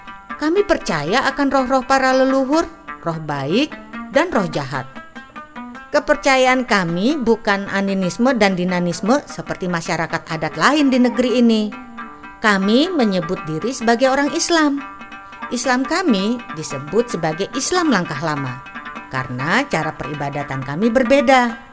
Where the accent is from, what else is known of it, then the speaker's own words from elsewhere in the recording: Riau, Indonesia; Aku lahir dan besar di Talang Mama ini.